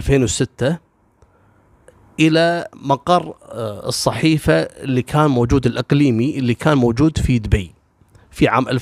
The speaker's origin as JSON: {"language": "Arabic", "country": "Kuwait", "said": "عندنا في الكويت هنا"}